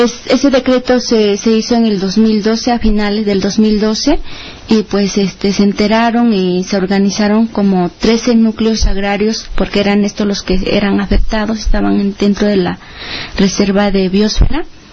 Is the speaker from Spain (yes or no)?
no; Guerrero, Mexico; venimos pues de Guerrero, una comisión del Consejo Indígena y Popular de Guerrero.